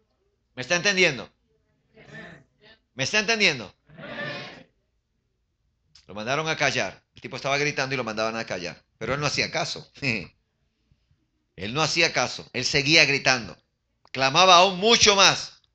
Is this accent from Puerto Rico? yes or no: yes; Puerto Rico; Y me molestaban allá en mi país, en Puerto Rico